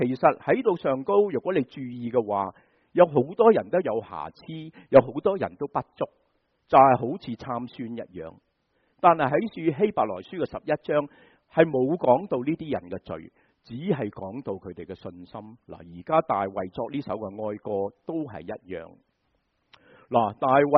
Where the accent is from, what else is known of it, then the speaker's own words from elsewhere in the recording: China; 这个就是原因，我们中国人都是一样的。